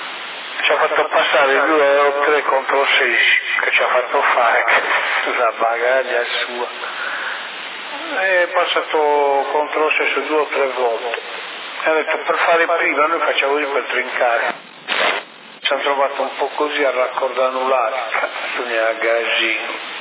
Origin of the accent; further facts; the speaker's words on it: Sardinia, Italy; ma sono sardo.